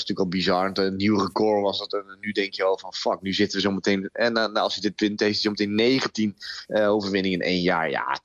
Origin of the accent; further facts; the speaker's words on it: Netherlands; En wij als Nederlander dat heel erg trots mogen zijn dat we natuurlijk